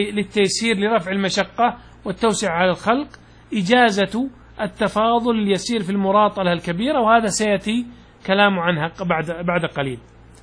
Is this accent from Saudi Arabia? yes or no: yes; Najd, Saudi Arabia; تقلط عندنا في نجد معناها أنك تدخل البيت،